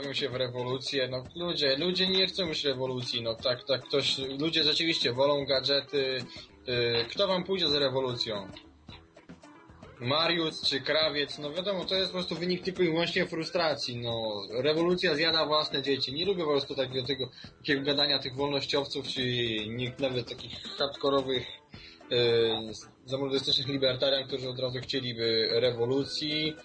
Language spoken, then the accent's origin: Polish; Skierniewice, Łódź Voivodeship, Poland; powiedzmy, ja jestem ze Skierniewic, nie?